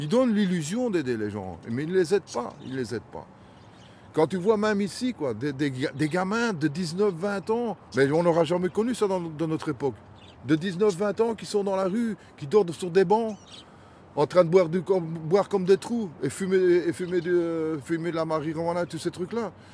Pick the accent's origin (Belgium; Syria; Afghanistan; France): Belgium; born there; Moi, je suis parce que je suis né en Belgique.